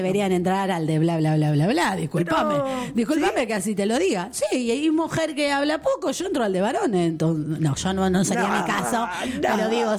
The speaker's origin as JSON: {"language": "Spanish", "country": "Argentina", "said": "Somos mujeres argentinas."}